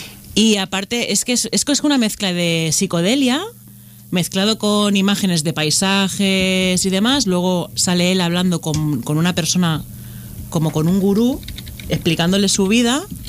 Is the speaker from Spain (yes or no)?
yes; Tarragona, Catalonia, Spain; born there; parte de esa filmografía se ha hecho en Tarragona, que es mi ciudad natal